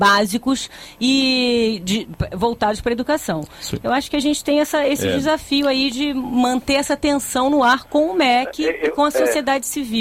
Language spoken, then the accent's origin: Portuguese; Brazil; eu, como brasileira que estudei em boas escolas